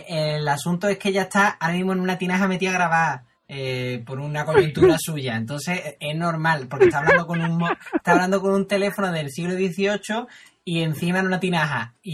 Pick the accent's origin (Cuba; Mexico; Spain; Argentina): Spain; Cádiz, Andalusia; después somos los gaditanos